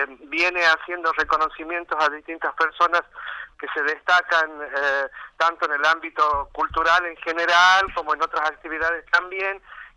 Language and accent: Spanish; La Rioja, Argentina; viste cómo somos los riojanos, que por ahí nos demoramos un poquito